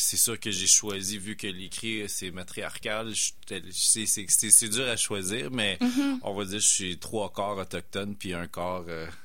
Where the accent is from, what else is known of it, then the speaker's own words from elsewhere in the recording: Winnipeg, Manitoba, Canada; born there; Cree. Ma réserve est 6-7 heures au nord de Winnipeg. Je suis né à Winnipeg. C'est Opaskwayak Cree Nation.